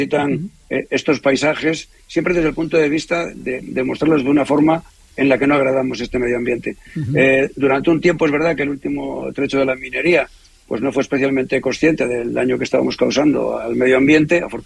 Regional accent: Galicia, Spain; now in El Bierzo, Spain; Yo también soy de origen gallego, aunque resido en el Bierzo, y me siento muy berciano, la verdad.

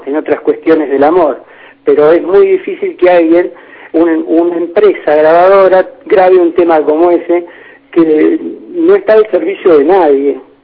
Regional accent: Buenos Aires, Argentina; En Buenos Aires, porque soy de Buenos Aires, y en la Argentina, porque soy argentino

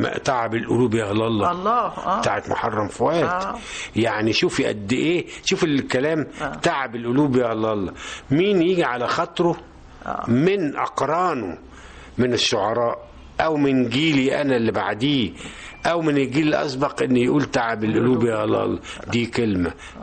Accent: Shubra, Cairo Governorate, Egypt; بليغ حمدي جاري وزميلي ودفعتي في شبرا برضو احنا من شبرا احنا من حي برضو ما هوش يعني ايه لا مصر الجديدة ولا جاردن سيتي لكن شبرا

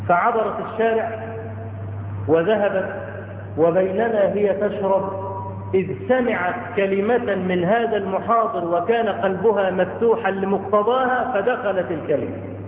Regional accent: Cairo, Cairo Governorate, Egypt; فهناك عندنا في القاهرة

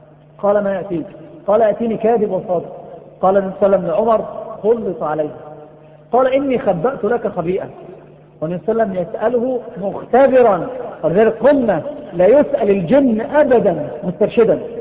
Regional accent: Egypt; ناس عندنا في مصر بيفتحوا المندل

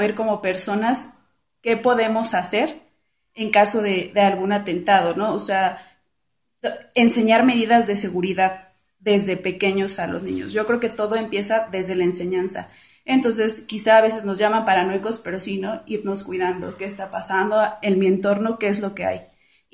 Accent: Iztacalco, Mexico City, Mexico; vivo aquí en Iztacalco, viví toda mi vida y ahorita, por cuestiones de mi vida, soy radico en Iztapalapa, pero todas mis actividades yo las realizo en la colonia agrícola oriental de Iztacalco.

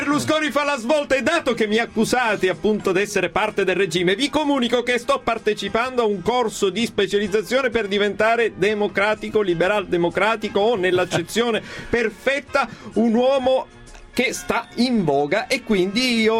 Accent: Leonforte, Sicily, Italy; un parrucchiere del mio paese, a Leonforte

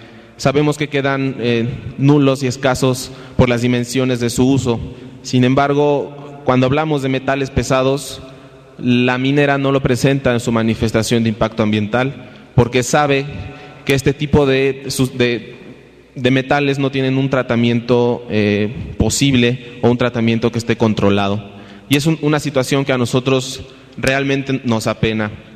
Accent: Veracruz, Mexico; nosotros somos veracruzanos y estamos preocupados por este proyecto minero

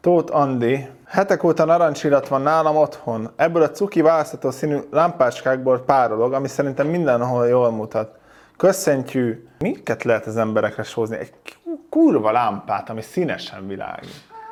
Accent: Zalaegerszeg, Zala, Hungary; jó volt egy pici időt a családdal tölteni szülővárosommal, Zalaegerszegen.

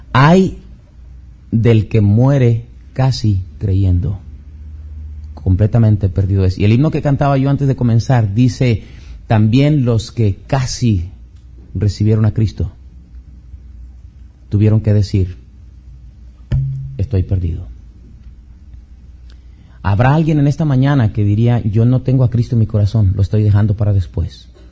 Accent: Mexico; Somos mexicanos por naturaleza, negligentes, apáticos.

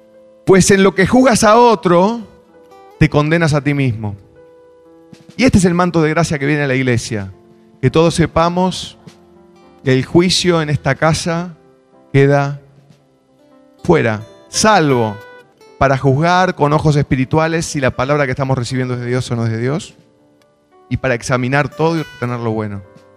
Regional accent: Montevideo, Uruguay; iba caminando por Positos en Montevideo, de donde yo soy

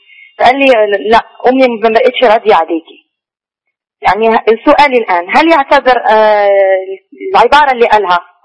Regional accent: Morocco; من المغرب.

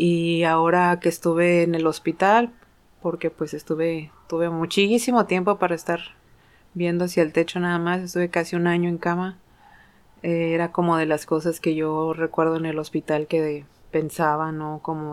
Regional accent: Sayula, Jalisco, Mexico; born there; Mi niñez, pues, nací en Sayula, Jalisco. Mi mamá siempre me dijo que en Guadalajara, pero descubrí que nací en Sayula, Jalisco, lo cual está bien chido.

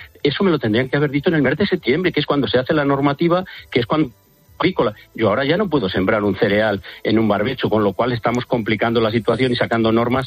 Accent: Valladolid, Castile and León, Spain; en Valladolid, que yo soy de Valladolid, ha sido impresionante

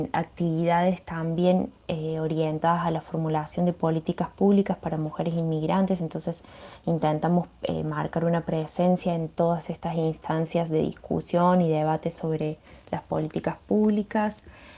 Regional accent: Argentina; now in São Paulo, Brazil; Soy inmigrante argentina en San Pablo, Brasil

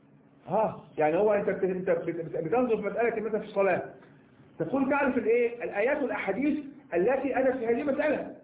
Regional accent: Egypt; كما نكون إحنا مصريين

